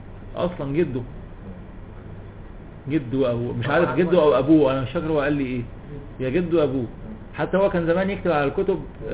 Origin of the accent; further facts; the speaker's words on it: Cairo, Cairo Governorate, Egypt; اسكندراني برضه جدي الله يرحمه لكن انا قاهري مولد ولد منشا